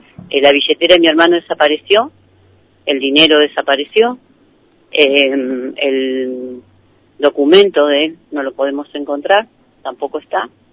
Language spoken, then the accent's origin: Spanish; Allen, Río Negro, Argentina; yo no lo conozco porque yo soy de Allen.